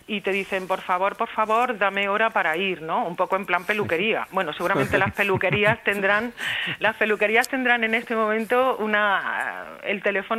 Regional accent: Úbeda, Andalusia, Spain; moved away as an adult; now in Zaragoza, Spain; Bueno, yo soy de emigración interior. Yo me vine a estudiar desde Jaén, desde Úbeda

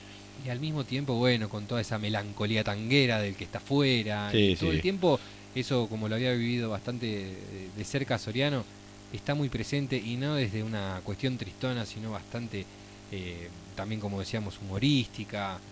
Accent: Buenos Aires, Argentina; born there; Yo soy nacido en Buenos Aires.

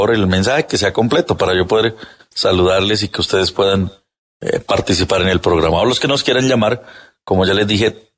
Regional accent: Huila, Colombia; Qué bueno tener oyentes desde mi tierra, en el departamento del Huila.

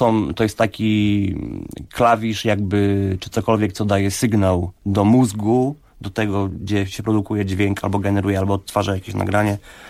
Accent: Ozimek, Opole Voivodeship, Poland; u rodziców tam w Ozimku, skąd pochodzę

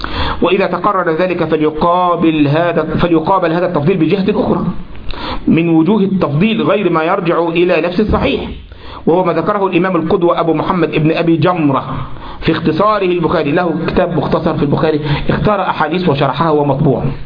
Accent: Egypt; وكذلك وحن عندنا في مصر ايه انت لما واحد يغلط في واحد

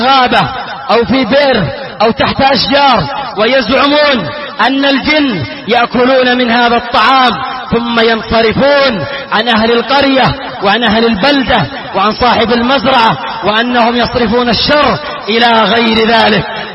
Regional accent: Yemen; وهذا موجود في بعض بلادنا اليمنية

